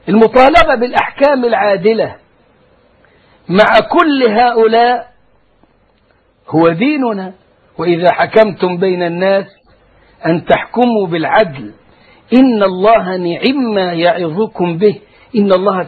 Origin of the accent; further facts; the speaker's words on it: Egypt; يعني مثلا عندنا في مصر ثورة قامت